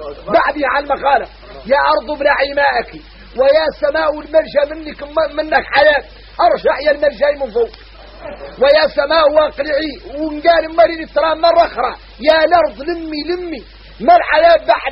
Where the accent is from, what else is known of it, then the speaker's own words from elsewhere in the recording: Mauritania; احنا موريتاني عندنا عقلية